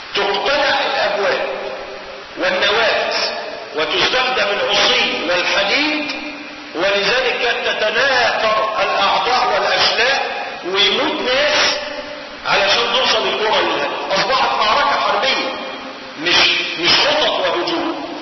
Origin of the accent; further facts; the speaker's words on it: Egypt; ودخلت عندنا في مصر سنة 1921 مع احتلال الإنجليز لمصر